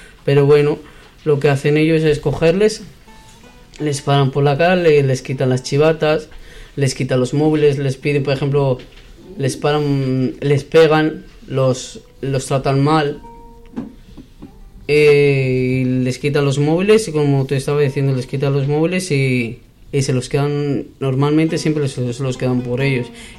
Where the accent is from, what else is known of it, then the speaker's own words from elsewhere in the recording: Bilbao, Basque Country, Spain; Yo de aquí, de Bilbao.